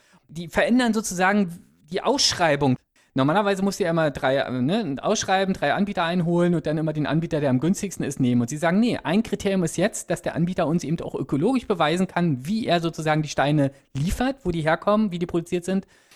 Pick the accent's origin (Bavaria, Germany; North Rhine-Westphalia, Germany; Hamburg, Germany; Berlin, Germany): Berlin, Germany; also Berlin ist meine Heimatstadt, deswegen höre ich immer noch Berliner Radio sehr viel